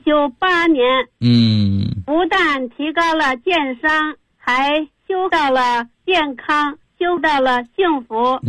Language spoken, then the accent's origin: Chinese; Beijing, China; 我来自北京，今年73岁。